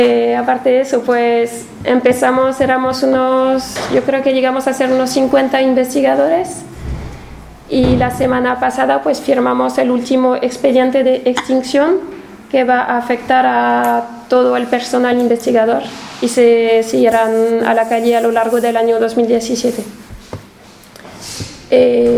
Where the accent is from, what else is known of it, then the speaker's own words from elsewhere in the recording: France; para alguien de fuera como yo vengo de Francia, era un poco sorprendente que una empresa tan grande y multinacional pues no tenga ninguna representación sindical